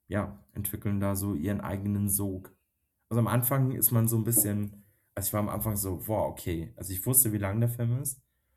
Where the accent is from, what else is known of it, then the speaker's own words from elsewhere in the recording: Bavaria, Germany; ab einem gewissen Punkt bei mir hat es geschnackelt, sagt man bei uns in Bayern so.